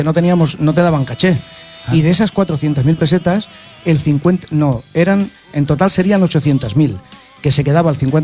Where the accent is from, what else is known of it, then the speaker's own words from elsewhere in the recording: Catalonia, Spain; Yo soy catalán, tío, le dije.